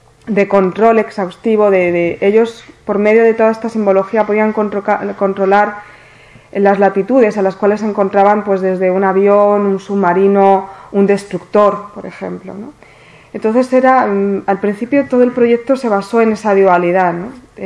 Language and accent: Spanish; Cartagena, Region of Murcia, Spain; also born or lived in Orihuela; Yo nací en Orihuela, pero me crié hasta los 12 años aquí en Cartagena